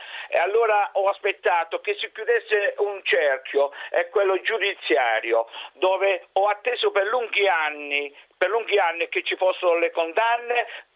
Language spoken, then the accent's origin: Italian; Calabria, Italy; moved away as an adult; non possiamo far più rientro nella mia terra, nella mia Calabria